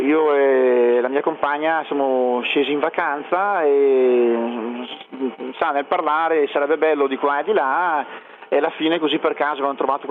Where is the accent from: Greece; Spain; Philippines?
Greece; Coccari; Italian is a second language; nel mio paesino che è Coccari, dove ci sono dei distributori automatici